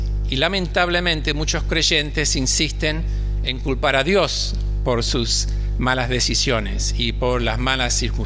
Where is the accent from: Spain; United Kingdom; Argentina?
United Kingdom; England; Spanish is a second language; cuando vivía en Londres, soy inglés para que ustedes sepan, por eso hablo tan mal, ¿viste?